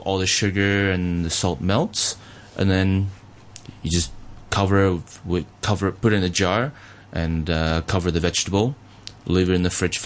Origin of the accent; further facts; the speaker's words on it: Taiwan; also born or lived in Canada; now in Australia; the Chinese food that I grew up in Taiwan, the Chinese food that I grew up eating in Canada